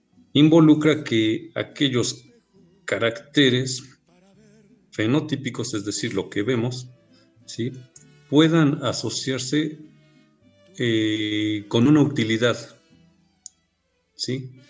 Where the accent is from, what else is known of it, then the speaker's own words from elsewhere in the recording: Mexico; Esta situación mestiza que nos hace ser como mexicanos, ¿no?